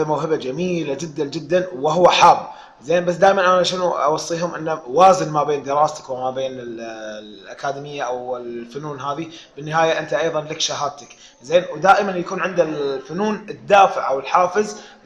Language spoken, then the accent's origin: Arabic; Kuwait; قبل فتره افتتحت اكاديميه خاصه بالطفل عندنا بالكويت للفنون الطفل